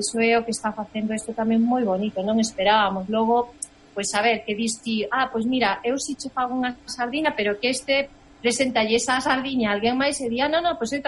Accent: Galicia, Spain; moved away; porque de verdade que son galega ata médula

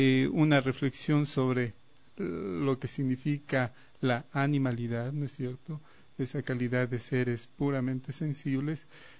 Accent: Riobamba, Chimborazo, Ecuador; born there; also born or lived in Quito / Spain; yo nací en Riobamba hace como 55 años. Estudié luego acá en la ciudad de Quito

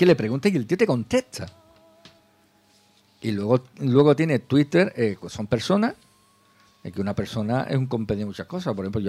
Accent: Jerez de la Frontera, Andalusia, Spain; yo soy de Jerez

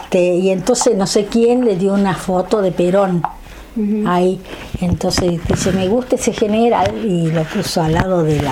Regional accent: Los Gigantes, Argentina; yo soy nacida en Los Gigantes, me crié con mis abuelos

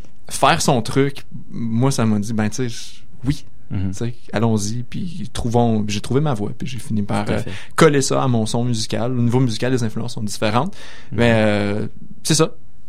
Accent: Quebec, Canada; je suis québécois, le français c'est quand même important, c'est ma propre culture.

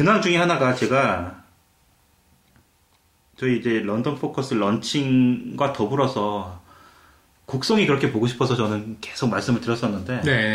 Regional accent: South Korea; 전 80년대 어린 시절을 한국에서 보냈는데

